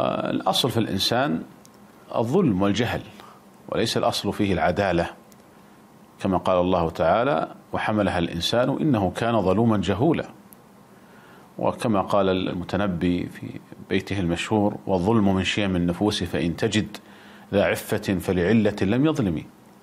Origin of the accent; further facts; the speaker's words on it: Saudi Arabia; يعني مثلا عندنا في المملكة العربية السعودية